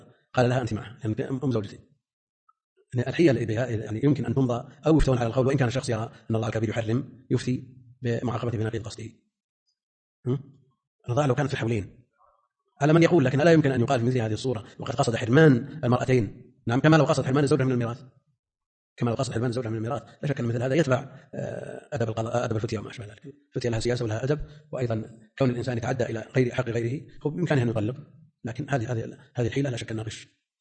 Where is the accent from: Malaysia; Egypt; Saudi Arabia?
Saudi Arabia; Najd; يعني عندنا في نجد هذا الظاهر،